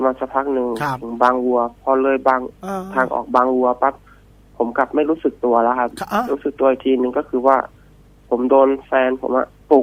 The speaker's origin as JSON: {"language": "Thai", "region": "Chanthaburi", "country": "Thailand", "said": "ผมมาเป็นคนจังหวัดจันทบุรีครับ"}